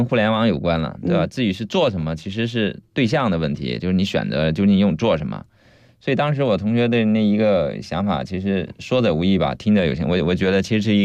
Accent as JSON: {"language": "Chinese", "region": "Fujian", "country": "China", "tie": "born or raised there", "said": "最后一站在厦门，因为我老家是福建的嘛，所以我福州厦门这边的朋友同学特别多"}